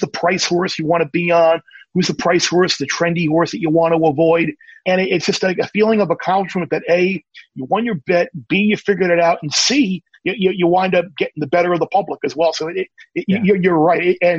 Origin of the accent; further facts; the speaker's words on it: New York, United States; Growing up on Long Island, it's a natural deal.